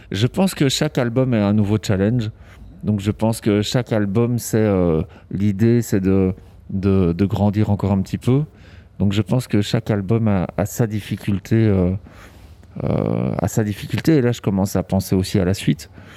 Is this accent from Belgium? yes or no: yes; Brussels, Brussels-Capital Region, Belgium; moi, je suis né à Bruxelles. Donc, j'ai vécu à Bruxelles toute mon enfance et adolescence. Et puis, c'est vrai qu'étant adulte, je suis parti à Charleroi parce qu'il y avait beaucoup de place pour la culture.